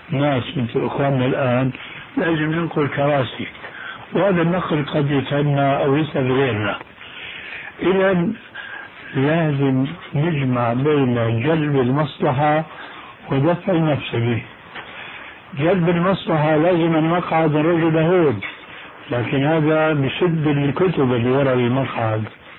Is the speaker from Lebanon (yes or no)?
no; Syria; هذه منطقة اسمها عندنا في الشام الحريقة